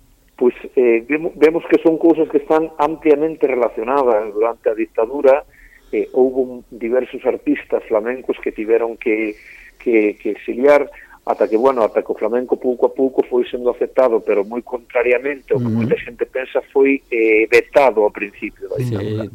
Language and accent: Galician; Galicia, Spain; first language Galician; moved away as an adult; porque é a miña lingua materna, é dicir, eu criei-me no galego, eu criei-me en Galicia, eu non saín de Galicia ata os 28 anos.